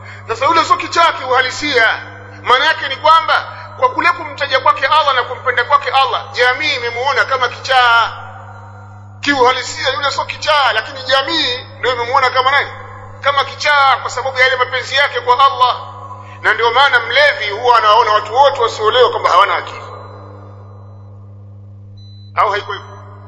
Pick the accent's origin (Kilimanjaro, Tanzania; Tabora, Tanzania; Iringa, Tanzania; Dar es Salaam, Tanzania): Tabora, Tanzania; Kuna mmoja kule kwetu Tabora, ni shekhi kule kwetu